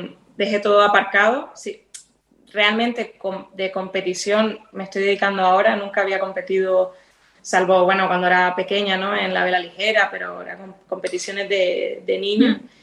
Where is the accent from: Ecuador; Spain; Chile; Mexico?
Spain; Fuerteventura, Canary Islands; tengo la suerte de vivir haber nacido y criado en Fuerteventura, que para mí es un paraíso.